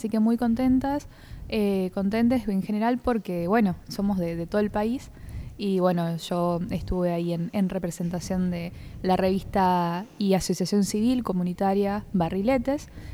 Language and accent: Spanish; Paraná, Entre Ríos, Argentina; soy de Paraná, Entre Ríos.